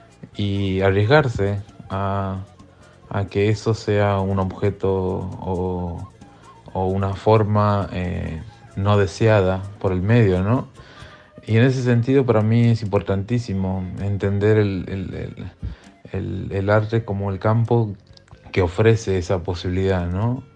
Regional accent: Tucumán, Argentina; soy artista visual de Tucumán. Soy escultor, es como donde mejor me desempeño. y actualmente me encuentro en Lisboa

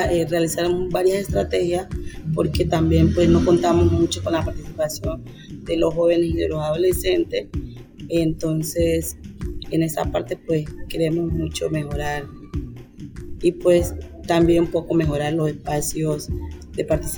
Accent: Roberto Payán, Nariño, Colombia; soy del municipio de Roberto Payán.

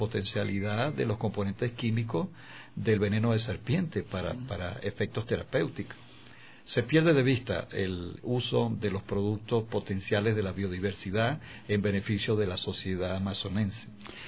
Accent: Mérida, Venezuela; moved away as an adult; now in Ecuador; No, soy de los Andes de Mérida.

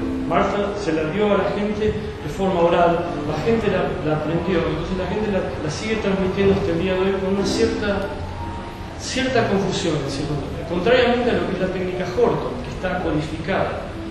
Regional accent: Argentina; ¿de dónde sos? De Argentina. Yo también.

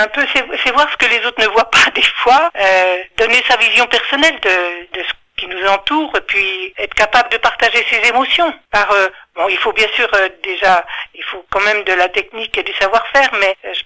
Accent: Ronchamp, Bourgogne-Franche-Comté, France; born there; j'habite à Chalon-Villard, je suis née à Ronchamp

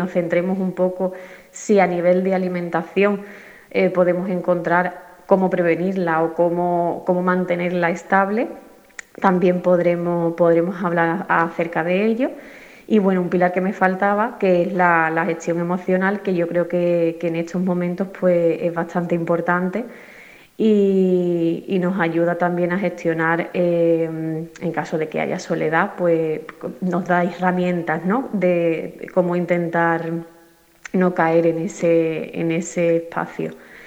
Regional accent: Gelves, Andalusia, Spain; soy de aquí de Gelves, llevo un tiempo viviendo fuera, pero sigo siendo de aquí.

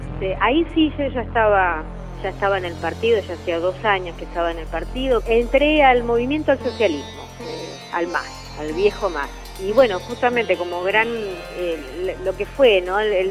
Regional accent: Argentina; como muchos argentinos, había tenido expectativas en él

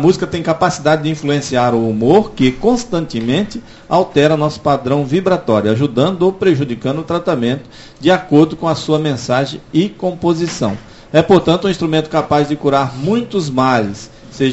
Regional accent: Northeast Region, Brazil; Nós que somos nordestinos, né? Não passar vergonha.

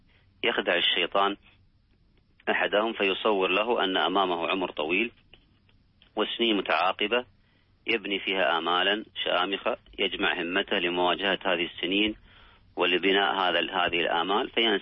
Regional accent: Kuwait; ذهب يزور أبا لأحد الأصدقاء في إحدى المستشفيات عندنا بالكويت

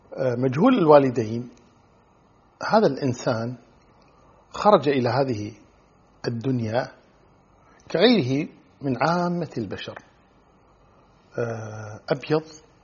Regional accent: Kuwait; خاصة عندنا في الكويت في قضية السؤال دائما شو اسمك

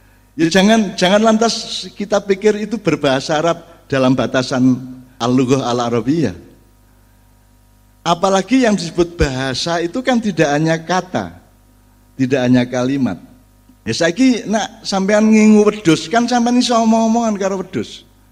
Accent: Jombang, East Java, Indonesia; first language Javanese; Indonesian is a second language; Karena saya bahasa Indonesia itu bahasa kedua, bahasa pertama, bahasa ibu saya adalah bahasa Jombang, Jawa Jombang kan itu.

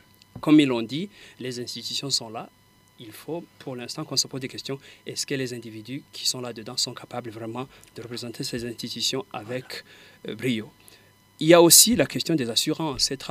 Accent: Burundi; Et nous, tous, en tant que Burundais, qu'est-ce que nous devons faire pour essayer de soutenir pour que ça aille mieux?

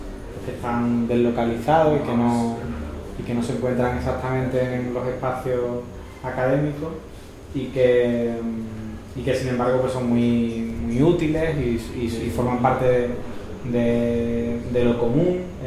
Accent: Seville, Andalusia, Spain; vengo de Sevilla.

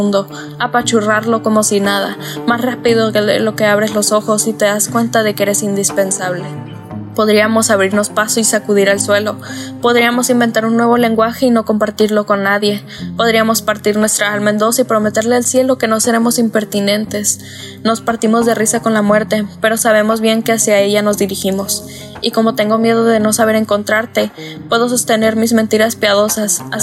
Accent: Navojoa, Sonora, Mexico; also born or lived in Agua Prieta; now in Hermosillo, Mexico; en esta tercera edición del foro me invitaron a participar. Soy originaria de Navojoa, aunque al momento de escribir este poemario residía en Agua Prieta y actualmente estoy estudiando la carrera de licenciatura en literaturas hispánicas en la ciudad de Hermosillo

